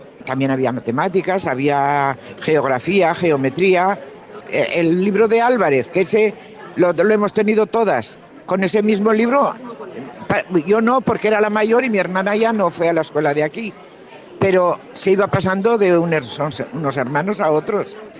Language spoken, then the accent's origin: Spanish; Berceo, La Rioja, Spain; also born or lived in Nájera; soy nacida aquí en Berceo. Hemos estado aquí viviendo muchísimos años. Pues casi toda una vida.